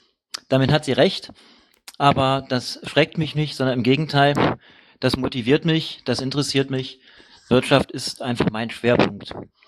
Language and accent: German; Krefeld, North Rhine-Westphalia, Germany; born there; moved away as an adult; now in Leipzig, Germany; Ich bin 42 Jahre alt, in Krefeld geboren und bin vor 17 Jahren nach Leipzig gekommen.